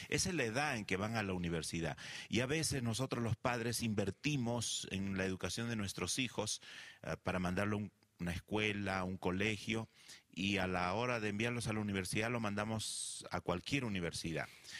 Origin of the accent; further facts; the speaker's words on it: Peru; Yo vengo del Perú